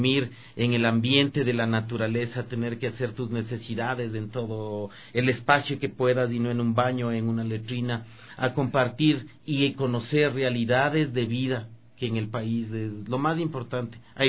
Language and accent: Spanish; Ecuador; Como ecuatorianos, si nosotros queremos empoderarnos de esta gran potencialidad que tenemos